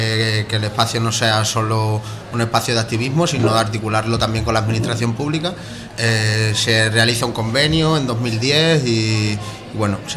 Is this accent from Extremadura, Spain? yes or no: yes; Los Santos de Maimona, Extremadura, Spain; yo vengo de Los Santos de Maimona, de la periferia extremeña, pues de la periferia de la periferia.